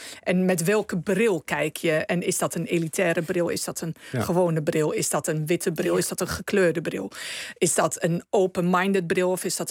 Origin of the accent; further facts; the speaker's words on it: Netherlands; Dus in de keuken zijn wij als Nederlanders sowieso al met de blik naar buiten en open.